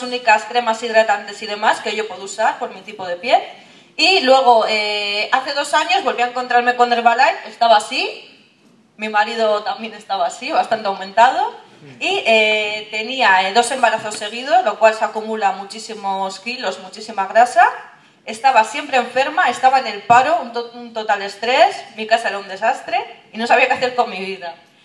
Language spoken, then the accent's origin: Spanish; Santurtzi, Basque Country, Spain; tengo 28 años, vengo de Santurce